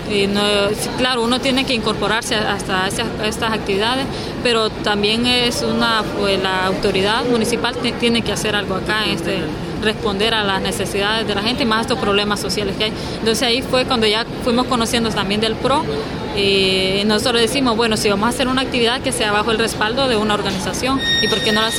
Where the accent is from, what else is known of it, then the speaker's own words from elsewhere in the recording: Macuelizo, Santa Bárbara, Honduras; Bueno, nací en Macuelizo, Santa Bárbara, los barrios de ahí. Ahí he vivido, he crecido, he estudiado y ahí sigo siempre.